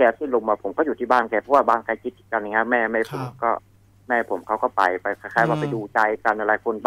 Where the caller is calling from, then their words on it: Bang Pa-in, Phra Nakhon Si Ayutthaya, Thailand; จากอยุธยาครับผม